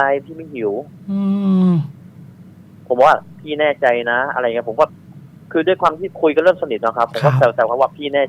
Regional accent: Chachoengsao, Thailand; ผมเลยบอกว่าอ๋อบ้านผมอยู่ฉะเชิงเทราครับพี่ครับ

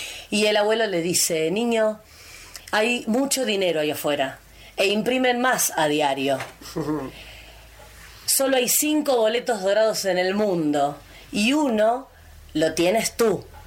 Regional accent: Buenos Aires, Argentina; born there; moved away as an adult; now in Bariloche, Argentina; Nací en Buenos Aires.

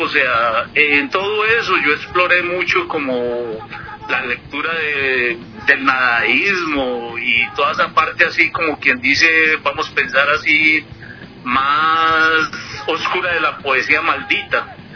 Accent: Popayán, Cauca, Colombia; also born or lived in El Tambo; yo me crié, digámoslo así, en ciudades pequeñas en Colombia. Yo me crié en Popayán, andé también como por el Tambo Cauca

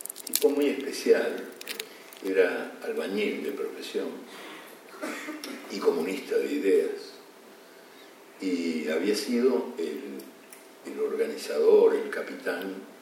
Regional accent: Uruguay; en mi país, que debe ser uno de los países más futboleros del mundo, si no el más, apoyó la huelga, aunque la huelga implicaba que los uruguayos se quedaran el domingo en la casa, rumiando desdichas.

